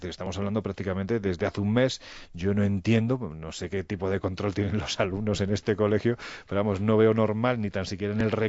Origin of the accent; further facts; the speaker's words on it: Andalusia, Spain; Sí, yo soy andaluz, a mí me da miedo.